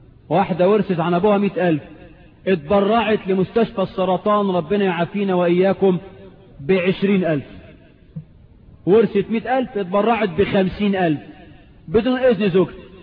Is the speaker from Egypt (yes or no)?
yes; Egypt; يجوز ولا لا يجوز في عرفنا كمصريين؟